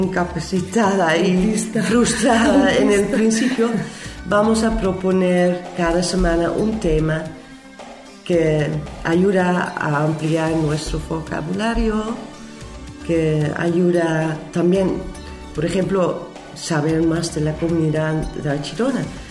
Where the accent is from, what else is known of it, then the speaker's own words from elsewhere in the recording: Netherlands; Spanish is a second language; Yo hablo inglés, yo hablo español, pero como holandesa voy aprendiendo de dos partes también